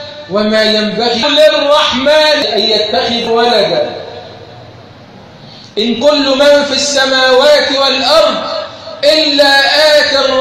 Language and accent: Arabic; Egypt; اللهم اجعل بلدنا مصر أمن أمانا سخاء الرخاء